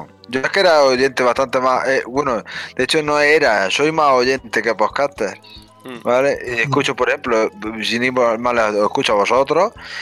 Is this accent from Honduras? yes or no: no; Andalusia, Spain; yo soy andaluz